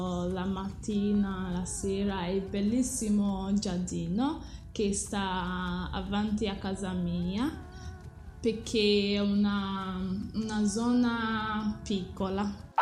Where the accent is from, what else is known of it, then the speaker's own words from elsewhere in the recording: Nigeria; Italian is a second language; No, sono nata in Nigeria e i miei genitori sono nigeriani. Rispondo tranquillamente, dico vengo da Nigeria e sono una nigeriana.